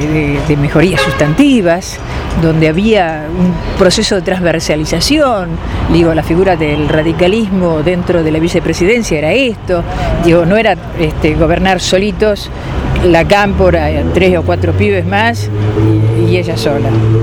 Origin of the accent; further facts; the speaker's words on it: Tandil, Buenos Aires Province, Argentina; soy de Tandil